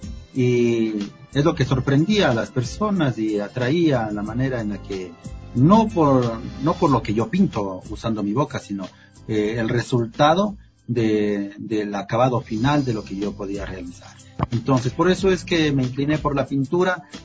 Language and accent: Spanish; Ecuador; Bueno, en mi país, en mi ciudad, he expuesto en la alcaldía, en la gobernación